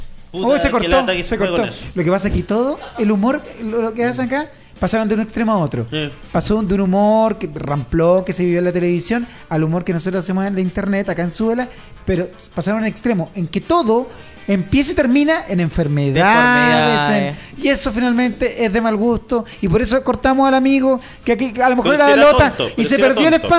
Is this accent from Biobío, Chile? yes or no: yes; Lota, Biobío, Chile; Yo soy de Lota.